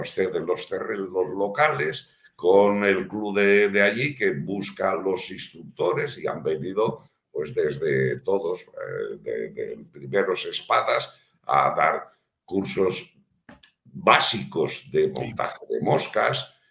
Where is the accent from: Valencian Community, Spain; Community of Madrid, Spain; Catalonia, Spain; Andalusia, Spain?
Valencian Community, Spain; Valencia; Mira, aquí a mí además me gusta presumir de mi tierra. Aquí en Valencia tenemos en el Club de Bugarra una escuela de pesca.